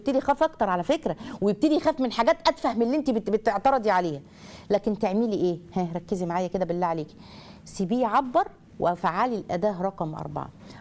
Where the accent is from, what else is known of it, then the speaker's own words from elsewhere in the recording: Egypt; الموقف ده مثلا لو كان عندنا في مصر ولا كده كانت هتبقى كارثة